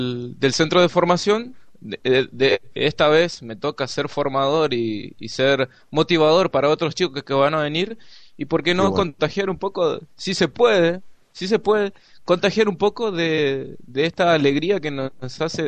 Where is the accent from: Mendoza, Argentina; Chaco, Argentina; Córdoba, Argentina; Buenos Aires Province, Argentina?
Chaco, Argentina; yo soy del Chaco, de Argentina, y desde hace 2 años estoy acá en Gente que Avanza